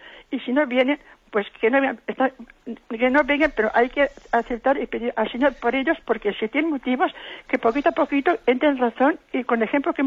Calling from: Valencia, Spain; de Valencia.

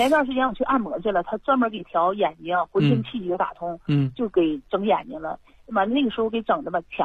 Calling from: Harbin, Heilongjiang, China; 我家是哈市的。

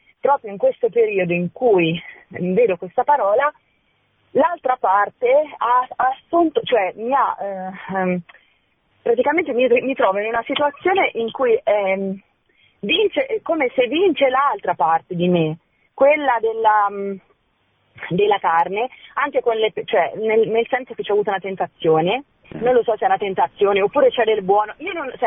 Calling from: Perugia, Umbria, Italy; Sono da Perugia

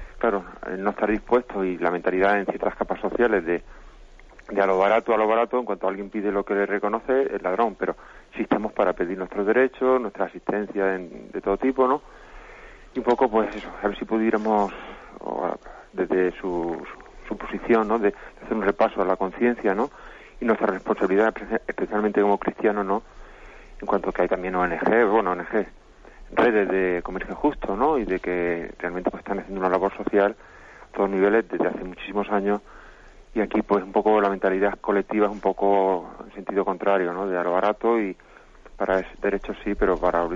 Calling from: Alicante, Valencian Community, Spain; de Alicante.

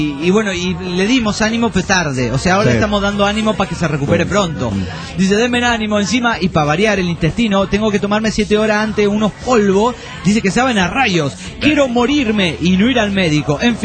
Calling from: Badalona, Catalonia, Spain; de Badalona, Barcelona, España.

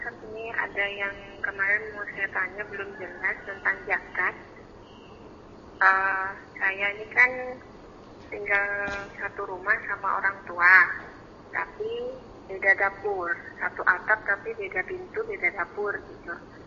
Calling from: Palangkaraya, Central Kalimantan, Indonesia; Ini kembali kami, saya dari Palangkaraya.

